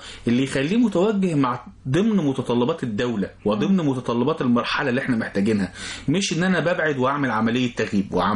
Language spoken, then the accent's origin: Arabic; Egypt; احنا كمجتمع مصري